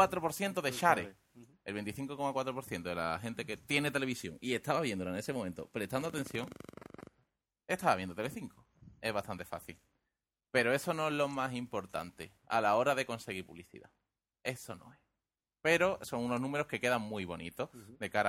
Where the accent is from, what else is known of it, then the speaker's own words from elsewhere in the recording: Andalusia, Spain; como somos de cerca de Cádiz, vamos a decir share.